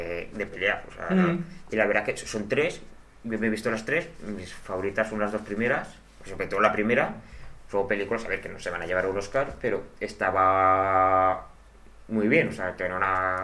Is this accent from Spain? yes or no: yes; Zaragoza, Aragon, Spain; nosotros somos de Zaragoza.